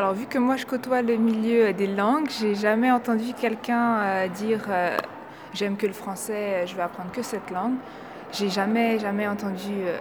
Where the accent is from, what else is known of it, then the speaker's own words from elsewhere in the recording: France; born there; J'aime les deux, mais j'ai quand même une préférence un peu plus pour le bosniaque, même si le français, je le parle quand même mieux que le bosniaque, vu que je suis née en France et que j'étudie en France